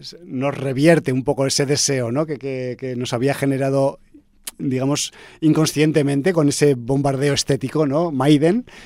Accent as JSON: {"language": "Spanish", "region": "Aragon", "country": "Spain", "said": "Y yo, que soy un cabezón, que soy de Aragón"}